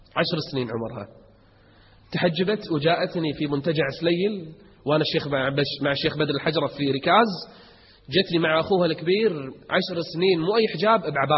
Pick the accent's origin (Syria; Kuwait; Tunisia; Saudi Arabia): Kuwait; اليوم أكثر تجمع عندنا بالكويت حصل